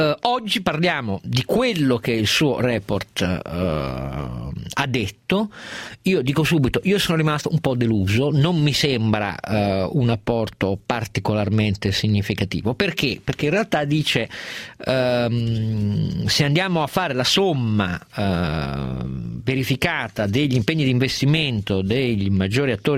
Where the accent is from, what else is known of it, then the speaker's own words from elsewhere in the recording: Turin, Piedmont, Italy; io sono torinese